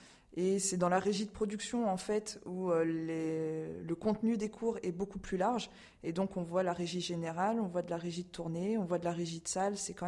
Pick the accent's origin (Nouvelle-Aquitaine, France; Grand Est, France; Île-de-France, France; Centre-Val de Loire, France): Centre-Val de Loire, France; Châteauroux; born there; also born or lived in Orléans; je suis née à Châteauroux et puis j'ai passé 10 ans à Orléans avant de repartir pour Châteauroux et Issoudun ces trois dernières années.